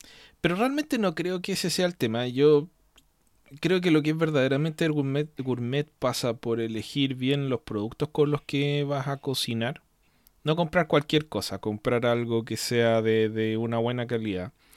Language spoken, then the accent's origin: Spanish; Chile; es porque soy chileno, no soy mexicano ni estadounidense